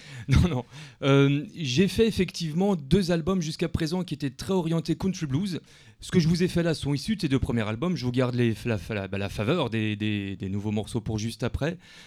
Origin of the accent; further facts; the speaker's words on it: Mulhouse, Grand Est, France; Mulhouse. Je suis de Mulhouse.